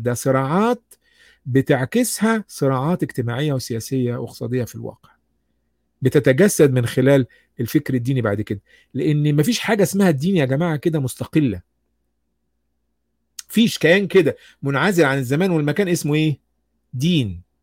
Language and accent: Arabic; Egypt; مين أهل الذكر عندنا في مصر مثلا